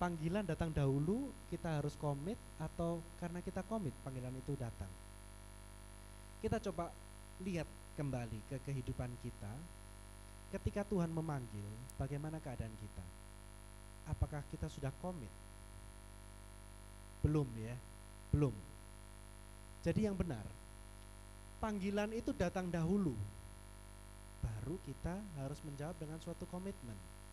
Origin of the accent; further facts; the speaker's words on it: Surabaya, East Java, Indonesia; saya sungguh bersuka cita bisa berada di Makassar. Saya asal dari Surabaya